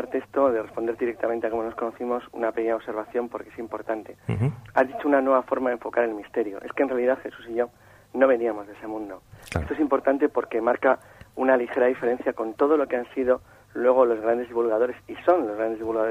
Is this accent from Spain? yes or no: yes; Santander, Cantabria, Spain; moved away as an adult; now in Madrid, Spain